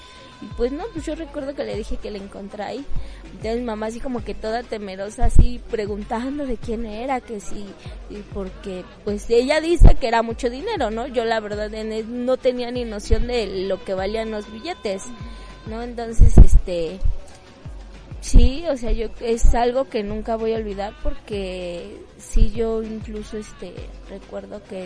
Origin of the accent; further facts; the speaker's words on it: Mexico City, Mexico; yo nací aquí en La Merced, no, soy nacida de La Merced